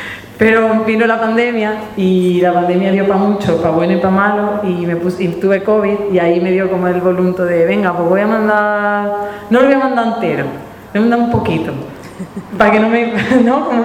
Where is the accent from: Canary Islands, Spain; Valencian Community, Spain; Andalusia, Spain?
Andalusia, Spain; que yo soy blanca y que yo soy europea, pero que yo era andaluza, y no porque, ay, es que soy andaluza